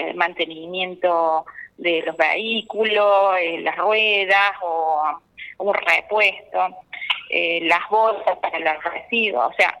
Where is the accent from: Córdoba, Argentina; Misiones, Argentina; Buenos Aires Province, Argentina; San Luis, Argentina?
Córdoba, Argentina; Saldán; No, yo soy de Saldán